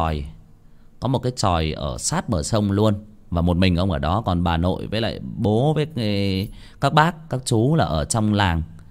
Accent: Nghia Tru, Hưng Yên, Vietnam; Hồi mình còn bé thì các bạn biết đó, ở nếu mà ở bạn nào ở xã Nghĩa Trụ thì các bạn sẽ biết là có một cái con sông nó chảy qua ở gần làng.

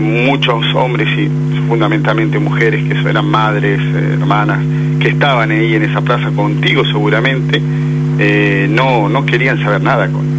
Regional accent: Argentina; te felicito y te agradezco como argentino, ¿no?

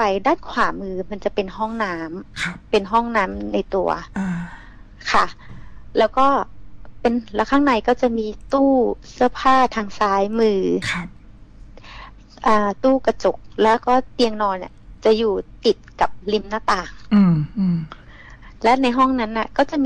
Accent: Bangkok, Thailand; หนูอาจจะเป็นคนกรุงเทพที่หนูไม่ค่อยได้เห็นนะค่ะ

